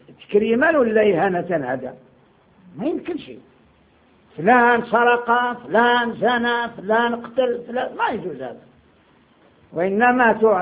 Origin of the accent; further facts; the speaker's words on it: Morocco; قلت له انا مغربي.